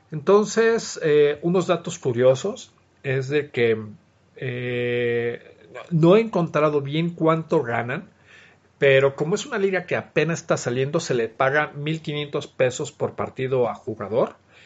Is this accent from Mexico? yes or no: yes; Mexico; los jugadores son muy, muy ad hoc a lo que somos los mexicanos